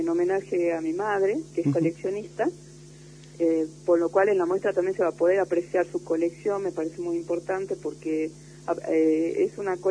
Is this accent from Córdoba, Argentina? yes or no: no; Salta, Argentina; moved away as an adult; now in Tucumán, Argentina; yo soy salteña, nací en el 71, estudié en una escuela de arte, el Polivalente.